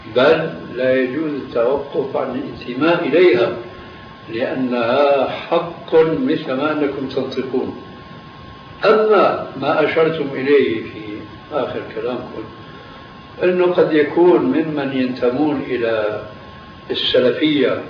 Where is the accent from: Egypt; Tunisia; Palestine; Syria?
Syria; كما يقال عندنا في سوريا